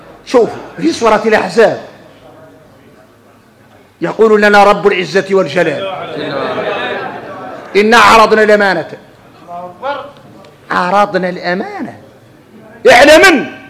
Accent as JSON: {"language": "Arabic", "country": "Mauritania", "said": "ولذلك ارك انت لو تخرصوا تفطروا ان احنا موريتاني لا يعملنا طيبين"}